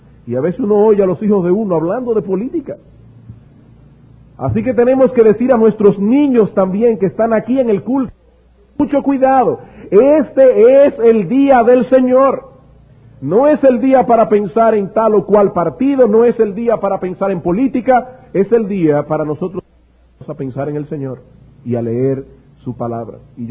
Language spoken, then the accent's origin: Spanish; Dominican Republic; para el beneficio de todos nosotros como dominicanos